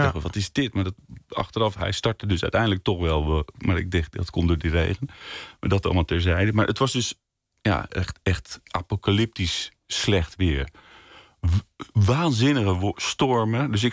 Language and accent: Dutch; Leiden, South Holland, Netherlands; Ik ben een Leienaar, zoete Woudenaar.